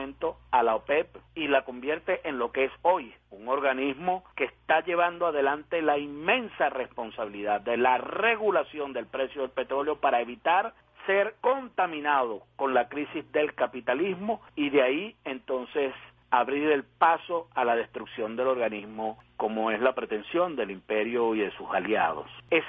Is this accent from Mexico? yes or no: no; Venezuela; ya no solo como venezolano